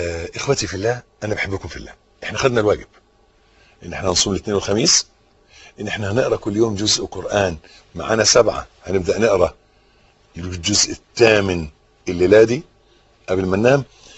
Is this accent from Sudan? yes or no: no; Egypt; حته الارض اللي احنا واقفين عليها دي بلدنا مصر